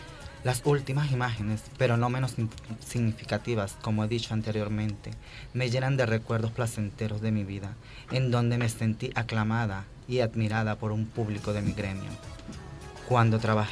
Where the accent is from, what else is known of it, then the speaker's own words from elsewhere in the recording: Boconoito, Portuguesa, Venezuela; está hecha en la casa de mi infancia hace 33 años, en Boconoito, estado portuguesa de mi país, Venezuela.